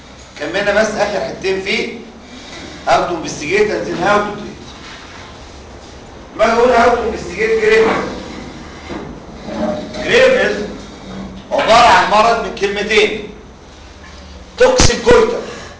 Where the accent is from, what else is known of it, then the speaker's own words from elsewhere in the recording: Egypt; هل احنا عندنا في مصر مثل